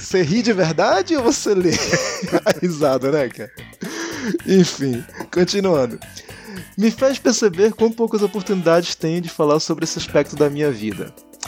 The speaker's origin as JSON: {"language": "Portuguese", "town": "Manaus", "region": "Amazonas", "country": "Brazil", "lives_now": "Salvador, Brazil", "said": "eu contando a minha história quando eu saí de Manaus e vim pra Salvador"}